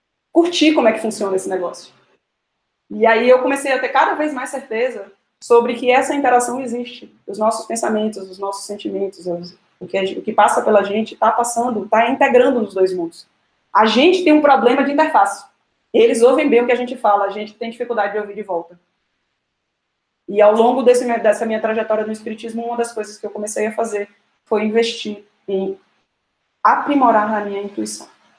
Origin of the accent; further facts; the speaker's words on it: Salvador, Bahia, Brazil; E a gente é de Salvador, então pense na fome com a vontade de comer.